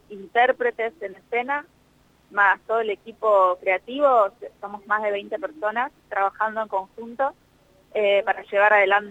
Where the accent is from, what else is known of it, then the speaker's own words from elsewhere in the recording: La Pampa, Argentina; estando yo acá en La Pampa, siempre soñé con poder hacer algo así en mi ciudad, de donde soy yo